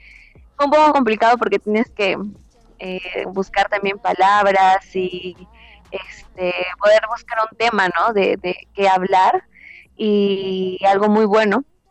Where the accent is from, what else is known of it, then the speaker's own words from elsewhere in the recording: Peru; first language Quechua; Spanish is a second language; Sí, canto en mi lengua materna, que es el quechua, y pues me encanta porque es un idioma que sentía que se estaba perdiendo